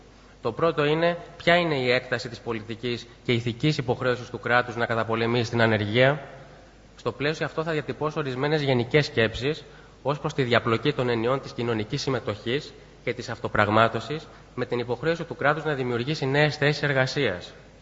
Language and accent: Greek; Lavrio, Attica, Greece; επειδή η καταγωγή μου είναι από το Λαύριο, θα ήθελα υπό μία έννοια να σας καλωσορίσω και στην πόλη μου